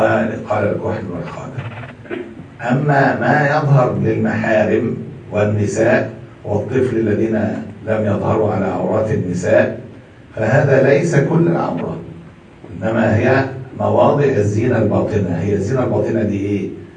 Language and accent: Arabic; Egypt; وموجود عندنا في مصر